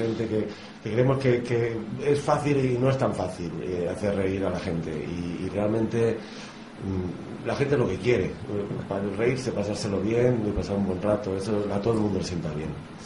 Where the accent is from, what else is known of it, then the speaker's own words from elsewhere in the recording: Barcelona, Catalonia, Spain; Somos de Barcelona, bueno, tenemos todos los colegas allá